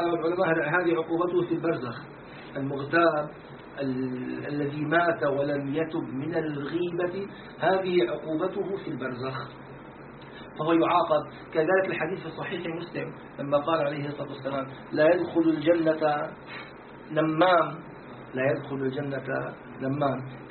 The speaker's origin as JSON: {"language": "Arabic", "country": "Syria", "said": "سموه عندنا في الشام سموه نكتة"}